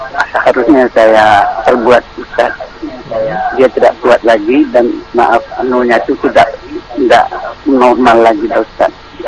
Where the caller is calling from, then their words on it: Batam, Riau Islands, Indonesia; Saya dari Batam.